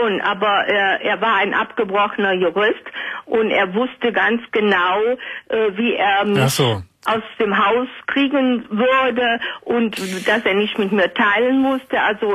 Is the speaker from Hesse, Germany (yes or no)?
no; North Rhine-Westphalia, Germany; Und wir sind aus dem Rheinland, sind wir denn zum Wendland gezogen.